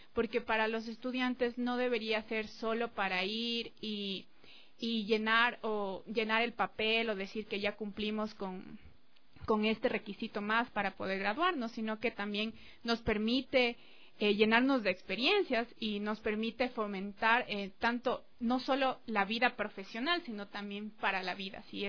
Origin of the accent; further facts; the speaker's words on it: Lago Agrio, Sucumbíos, Ecuador; yo crecí en el oriente, o sea, yo crecí en la Amazonía, crecí en la Aguagrio